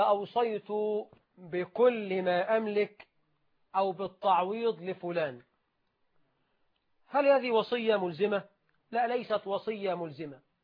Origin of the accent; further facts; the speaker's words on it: Egypt; عندنا في مصر 9 مليون عانس